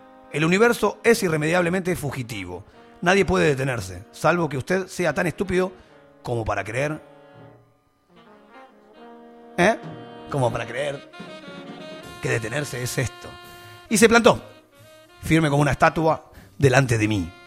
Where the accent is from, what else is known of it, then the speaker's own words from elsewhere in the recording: Banfield, Buenos Aires Province, Argentina; aparte yo que soy de Banfield